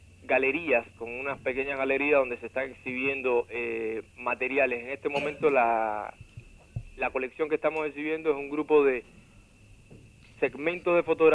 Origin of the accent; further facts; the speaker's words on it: Cuba; como cubano, que muchas veces sentimos que es normal y que nos corresponde lo que como niños desde niños se nos ha estado entregando